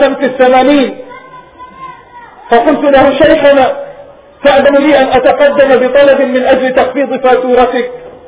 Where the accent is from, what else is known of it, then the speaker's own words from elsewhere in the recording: Palestine; وأن نتنازل عن بلادنا فلسطين